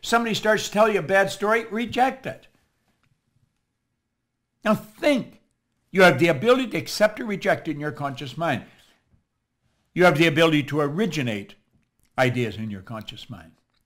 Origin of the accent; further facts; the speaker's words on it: Toronto, Ontario, Canada; And I said, I'm from Toronto. I'll fly over.